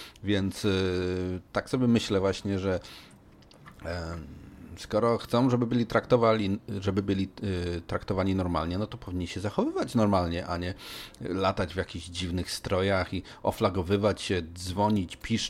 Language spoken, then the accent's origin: Polish; Poznań, Greater Poland Voivodeship, Poland; born there; w mieście, gdzie się urodziłem, czyli w Poznaniu